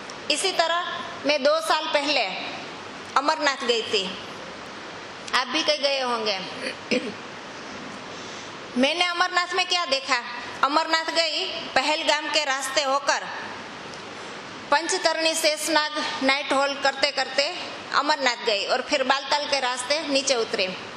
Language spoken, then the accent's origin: Hindi; Junagadh, Gujarat, India; अभी मैं जूनागढ़ की रहने वाली हूँ, वहाँ गिरनार पर्वत है, उसकी परिक्रमा होती है।